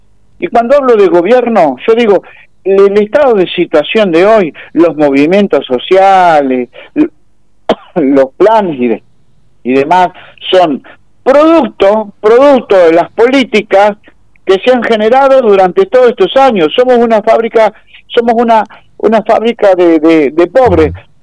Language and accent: Spanish; Argentina; Como argentino y como peronista, me da vergüenza ajena la situación.